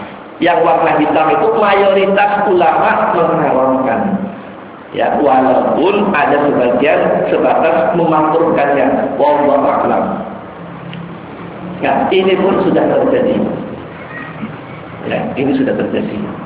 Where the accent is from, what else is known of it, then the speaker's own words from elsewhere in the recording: West Nusa Tenggara, Indonesia; Kalau antum ke daerah saya di sana di Sasak itu masih terlihat peristiwa ini